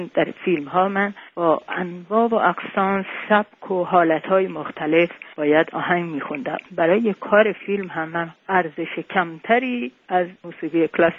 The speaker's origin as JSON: {"language": "Persian", "town": "Tehran", "region": "Tehran Province", "country": "Iran", "tie": "born there", "moved": "as an adult", "said": "من در تهران متولد شدم."}